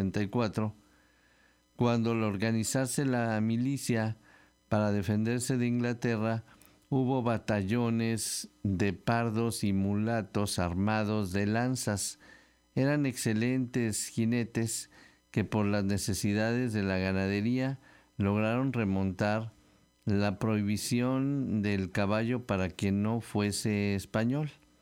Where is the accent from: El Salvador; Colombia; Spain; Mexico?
Mexico; Veracruz; Bueno, pues sí, somos jarochos, estamos muy cerquita y nos queremos.